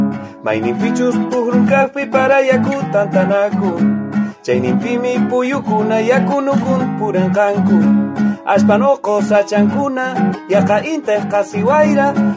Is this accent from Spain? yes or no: no; Santiago del Estero, Argentina; Yo soy de aquí, de Santiago del Estero, del departamento Figueroa, de la Costa del Salado. De aquí un pueblo que se llama El Pirucho, Bandera Bajada.